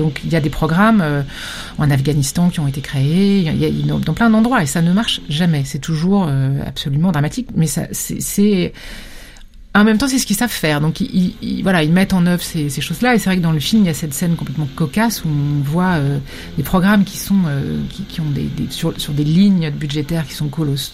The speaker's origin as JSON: {"language": "French", "country": "France", "said": "Ils agissent en notre nom, en tout cas nous, Français"}